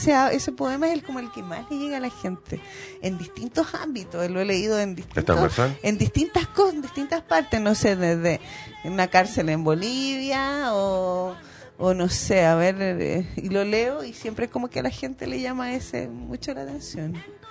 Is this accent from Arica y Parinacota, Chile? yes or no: no; Iquique, Tarapacá, Chile; Sí, mis dos padres y mis cuatro abuelos. Yo soy de Camacha.